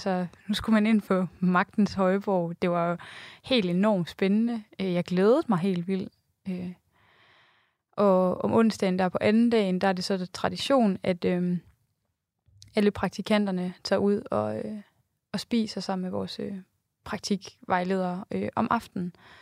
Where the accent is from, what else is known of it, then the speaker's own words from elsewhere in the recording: West Jutland, Denmark; also born or lived in Aarhus; now in Copenhagen, Denmark; Jeg er 27 år gammel. Jeg kommer oprindeligt fra Vestjylland, har læst på Aarhus Universitet og flyttet til København for et år siden.